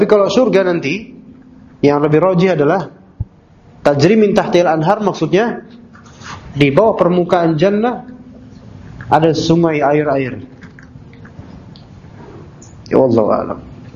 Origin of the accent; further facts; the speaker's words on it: Jakarta, Indonesia; Ana sejak kecil di Jakarta kan, lahir di sini.